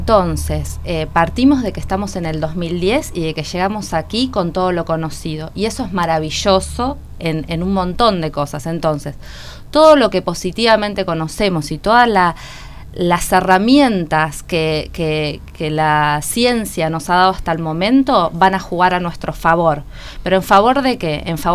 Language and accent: Spanish; Buenos Aires, Argentina; born there; soy absolutamente urbana, que nací en Capital Federal